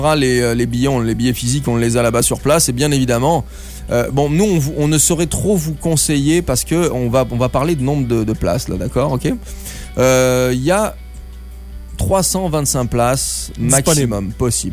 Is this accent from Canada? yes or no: no; Southern France, France; Vous l'avez compris, je suis français. Et c'est un peu comme les Parisiens vis-à-vis des villes de province. Moi, je suis du sud de la France au départ.